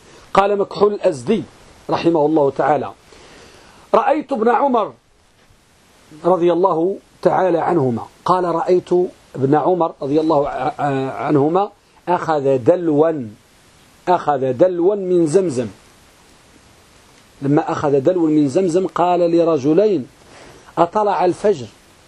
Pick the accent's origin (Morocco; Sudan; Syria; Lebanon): Morocco; ولا سيما أخص بلادنا المغرب